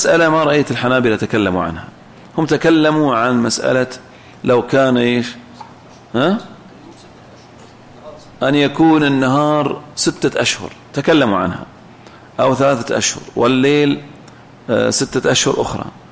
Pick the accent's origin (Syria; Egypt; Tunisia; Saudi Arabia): Saudi Arabia; فيجوز العمل برأي الإمام كما هو موجود عندنا في السعودية